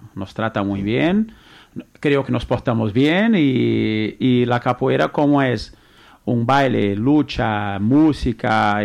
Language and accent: Spanish; Brazil; Spanish is a second language; Sí, soy brasileño natural de Brasil.